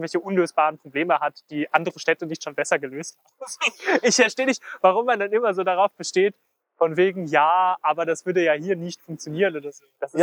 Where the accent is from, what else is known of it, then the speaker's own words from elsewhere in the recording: Luxembourg; now in Germany; ich bin aus Luxemburg und seitdem ich hier bin, das sind jetzt 4,5 Jahre